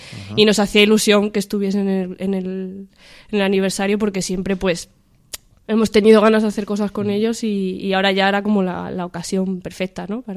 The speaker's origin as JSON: {"language": "Spanish", "town": "Salamanca", "region": "Castile and León", "country": "Spain", "said": "yo hace mucho que no estoy en Salamanca, yo soy de Salamanca de hecho, pero hace mucho que no estoy allí, entonces estoy a lo mejor un poco fuera ya de desde que no vivo allí."}